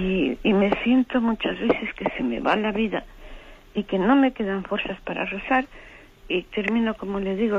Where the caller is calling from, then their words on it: Madrid, Community of Madrid, Spain; de Madrid.